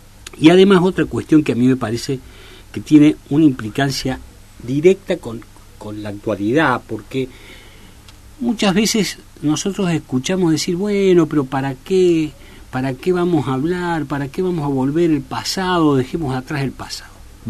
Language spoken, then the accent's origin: Spanish; Argentina; siempre digo que me siento orgulloso como argentino de que mi país, que Argentina